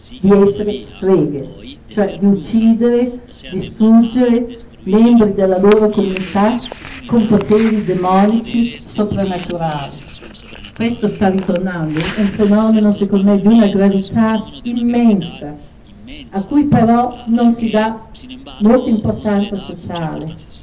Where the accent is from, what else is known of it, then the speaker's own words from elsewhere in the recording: Oaxaca, Mexico; Vengo da Oaxaca e a Oaxaca mi dicono è la seconda città in Messico per numero di donne uccise